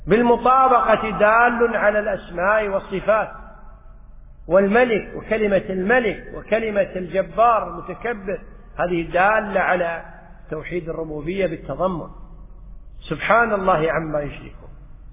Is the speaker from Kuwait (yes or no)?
yes; Kuwait; بالعامية عندنا بالكويت يقول توهج